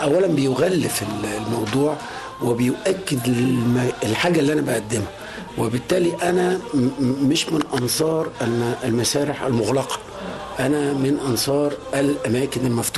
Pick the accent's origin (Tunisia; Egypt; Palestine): Egypt; أغنى واحد وفخور جدا إن أنا أكون مصري وسط هذا الجمهور العظيم